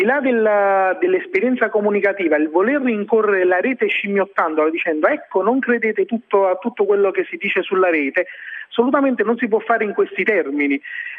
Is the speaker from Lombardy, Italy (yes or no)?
no; Naples, Campania, Italy; Voglio dire, da buon napoletano un po' superstizioso